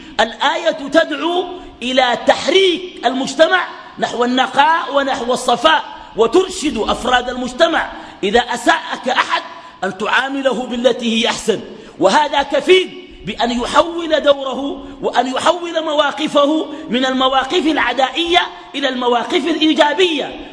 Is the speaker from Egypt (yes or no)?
no; Sudan; بعد بروز فتنة دارفور عندنا في السودان